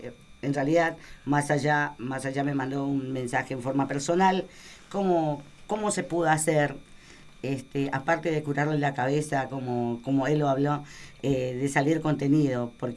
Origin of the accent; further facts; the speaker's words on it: Argentina; yo creo que hubiese estado bueno como policía, como argentino, preguntar